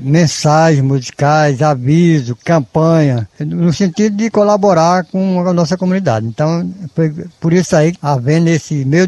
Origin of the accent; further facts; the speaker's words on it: Baraúna, Rio Grande do Norte, Brazil; born there; now in Serra do Mel, Brazil; eu vim de Baraúna, nasci em Baraúna e eu estou aqui na Serra do Mel. Já faz 30 anos que estou aqui na Serra do Mel.